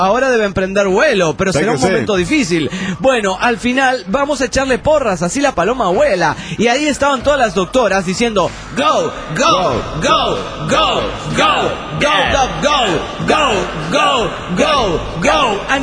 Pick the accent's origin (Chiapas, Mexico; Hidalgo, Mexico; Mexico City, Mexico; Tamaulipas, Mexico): Tamaulipas, Mexico; Nuevo Laredo; de Narcolaredo, México.